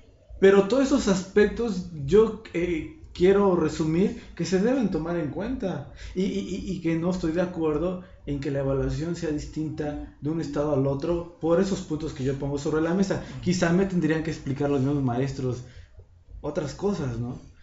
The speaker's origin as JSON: {"language": "Spanish", "country": "Mexico", "said": "soy parte de la sociedad, soy estudiante también y soy ciudadano mexicano"}